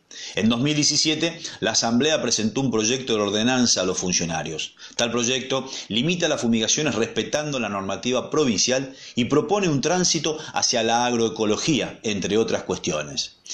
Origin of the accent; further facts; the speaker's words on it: Cañada de Gómez, Santa Fe, Argentina; Por último, Cañada de Gómez, mi ciudad natal, a 75 kilómetros al noroeste de Rosario.